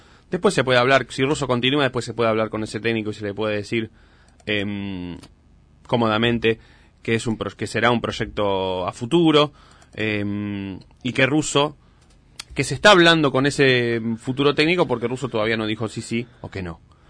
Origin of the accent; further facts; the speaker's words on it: Avellaneda, Buenos Aires Province, Argentina; now in Buenos Aires, Argentina; viví en Avellaneda, los 3 me mudé recién, así que... Y bueno, hace 2 que me casé y me fui a Capital Federal, pero igual soy de Avellaneda.